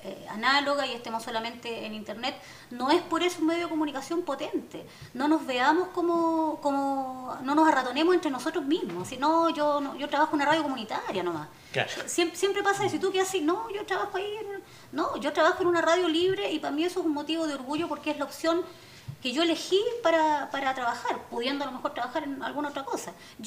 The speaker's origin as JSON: {"language": "Spanish", "region": "Valparaíso", "country": "Chile", "said": "los porteños somos y las porteñas somos bien localistas."}